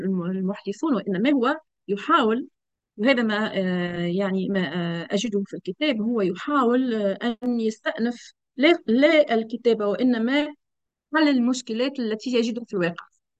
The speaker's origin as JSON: {"language": "Arabic", "country": "Tunisia", "said": "أنه يشبه كثيراً بعض المرجعيات عندنا في تونس في المسألة هذه"}